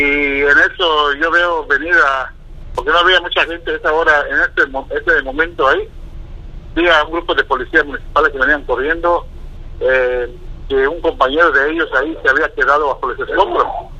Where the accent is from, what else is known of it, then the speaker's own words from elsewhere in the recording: Mexico; Yo lo hice pues, como cualquier mexicano, pues, que ama a su patria, pues, y ama a su bandera.